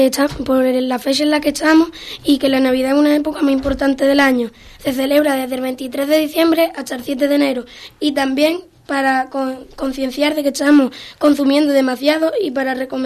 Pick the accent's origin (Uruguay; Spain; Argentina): Spain; Los españoles tenemos la tradición de comernos 12 uvas al son de las campan